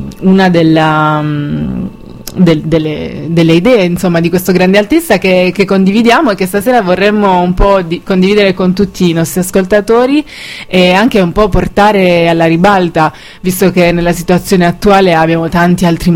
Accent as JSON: {"language": "Italian", "region": "Apulia", "country": "Italy", "lives_now": "Naples, Italy", "said": "per me, da brava pugliese, è stato molto difficile imparare a capire il napoletano. Quando mi sono trasferita a Napoli mi sentivo una straniera emigrata."}